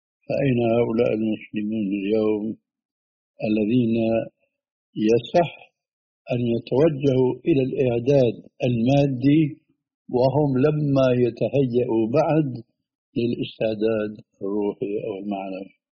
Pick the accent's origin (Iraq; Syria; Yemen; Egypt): Syria; Levant; كما يقولون عندنا في الشام، نحن حاطين إيدنا على قلبنا